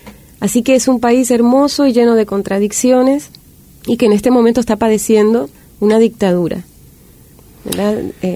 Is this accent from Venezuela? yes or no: no; Honduras; También del otro lado, hacia el occidente, somos vecinos de Guatemala, que tiene la guerrilla más antigua de América Latina y un país también muy conflictivo. Y tenemos frontera también con El Salvador